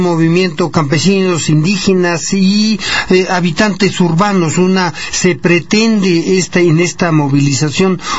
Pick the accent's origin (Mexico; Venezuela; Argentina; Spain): Mexico; como mexicano uno se pregunta, bueno, ¿dónde está nuestro país?